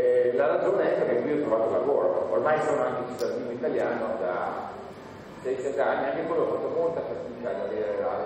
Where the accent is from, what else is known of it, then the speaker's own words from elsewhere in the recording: Elbasan, Elbasan County, Albania; Italian is a second language; now in Bolzano, Italy; sono albanese, sono nato e cresciuto ovviamente in Albania. La mia città si chiama Elbasan. Sono arrivato più o meno in questo periodo, era fine agosto e inizio settembre del 92 da clandestino.